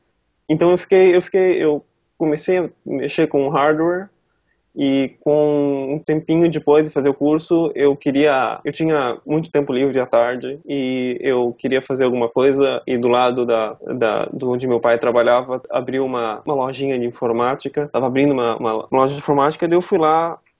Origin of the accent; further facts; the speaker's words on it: Joinville, Santa Catarina, Brazil; eu sou de Joinville, né, eu tô aqui agora, eu nasci aqui